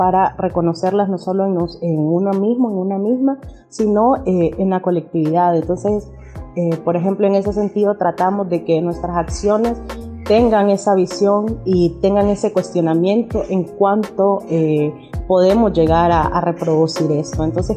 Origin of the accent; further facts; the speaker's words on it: Tegucigalpa, Francisco Morazán, Honduras; soy de Tegucigalpa, Honduras